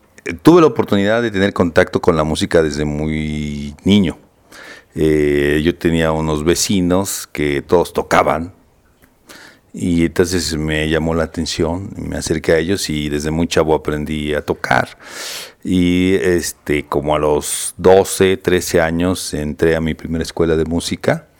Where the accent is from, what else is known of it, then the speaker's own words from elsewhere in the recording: Mexico City, Mexico; yo soy de aquí, del Distrito Federal, nací en una colonia que es la colonia Doctores. Y pues básicamente aquí hice mi carrera